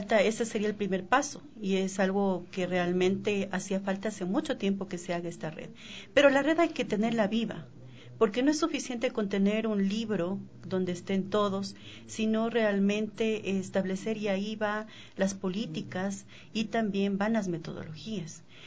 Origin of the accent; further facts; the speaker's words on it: Ecuador; para que como ecuatorianos estemos justamente al nivel de otros países.